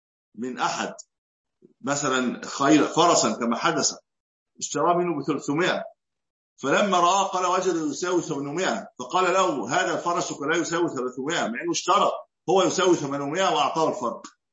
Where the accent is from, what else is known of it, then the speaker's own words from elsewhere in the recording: Egypt; قلت له نعم انا من مصر، مش هكون منين؟